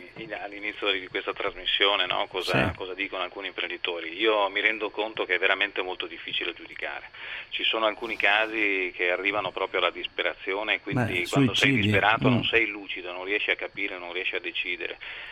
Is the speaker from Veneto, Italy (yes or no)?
yes; Veneto, Italy; io sono veneto, vengo dal Veneto, è un paese, una parte d'Italia che ha subito moltissimo la crisi, il cambiamento e che sta reagendo